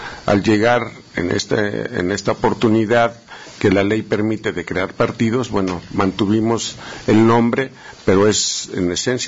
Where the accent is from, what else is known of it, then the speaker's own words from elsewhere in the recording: Mexico; como trabajadores, como mexicanos, tenemos derecho, como ciudadanos, nuestro derecho a organizarnos